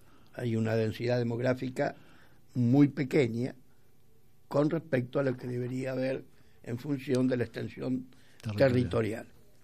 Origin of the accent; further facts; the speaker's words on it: Argentina; como argentinos que somos